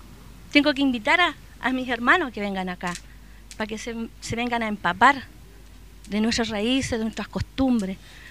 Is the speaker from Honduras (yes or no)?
no; Santiago, Santiago Metropolitan Region, Chile; Yo soy una mapuche, nacida y criada en Santiago